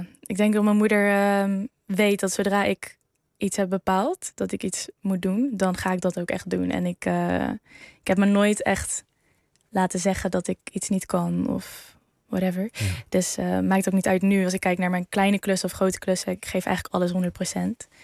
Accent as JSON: {"language": "Dutch", "town": "Arnhem", "region": "Gelderland", "country": "Netherlands", "tie": "born or raised there", "said": "Ik kom uit Arnhem-Zuid. Opgegroeid met mijn moeder en mijn oudere broer. Wij komen wel uit een ja, wat minder bevoorrecht gezin."}